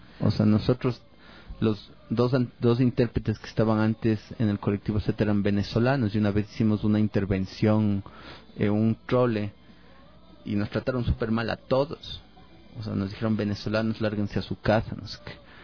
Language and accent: Spanish; Ecuador; En realidad todos nos definimos como ecuatorianos, en realidad esta idea de ecuatorianidad es tan cerrada.